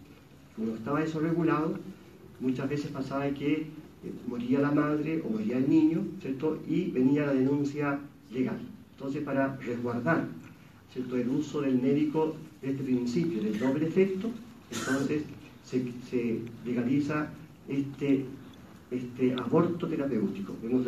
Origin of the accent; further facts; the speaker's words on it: Villarrica, Araucanía, Chile; yo soy de Chile, una diócesis bastante pequeñita, que no tiene mayor así injerencia a nivel nacional, porque hay una gran ventaja en Villarrica, es que no es sede política